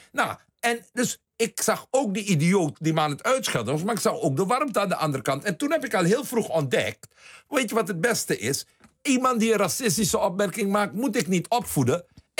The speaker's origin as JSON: {"language": "Dutch", "country": "Suriname", "tie": "born there", "said": "Ik heb het geluk gehad, ik ben geboren in Suriname."}